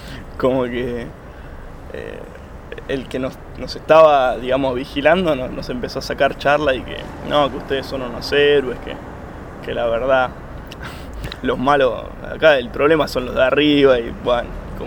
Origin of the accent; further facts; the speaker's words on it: Ituzaingó, Buenos Aires Province, Argentina; Ituzaingó.